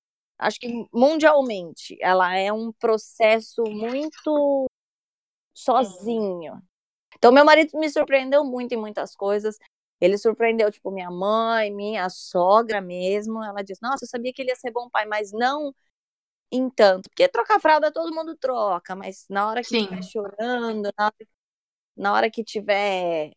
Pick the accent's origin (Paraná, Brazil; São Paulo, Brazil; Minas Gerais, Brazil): São Paulo, Brazil; Porque eu sou de São Paulo, meus pais moram lá.